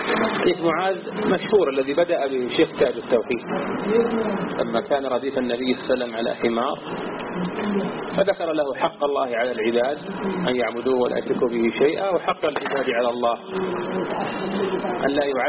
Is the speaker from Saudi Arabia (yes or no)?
yes; Najd, Saudi Arabia; التي عثرت عليها عندنا في نجد